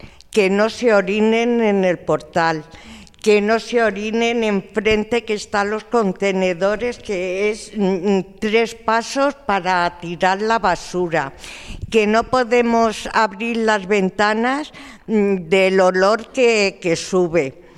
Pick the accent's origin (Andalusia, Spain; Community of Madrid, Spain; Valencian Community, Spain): Community of Madrid, Spain; Madrid; soy de La Ventilla toda la vida y bueno, mi protesta un poco es que vivo al lado de la Cruz de Malta